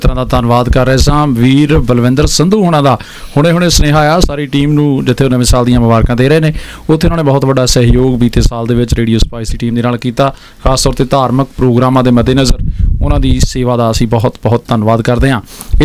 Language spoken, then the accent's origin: Punjabi; Hoshiarpur, Punjab, India; now in New Zealand; ਮੇਰਾ ਜਨਮ ਮਾਲਪੁਰ ਦਾ ਹੈ ਜੀ, ਜੰਪਲ ਮੈਂ ਹੁਸ਼ਿਆਰਪੁਰ ਦਾ, ਫੁੱਟਬਾਲ ਦੀ ਧਰਤੀ ਨਾਲ ਜੁੜਿਆ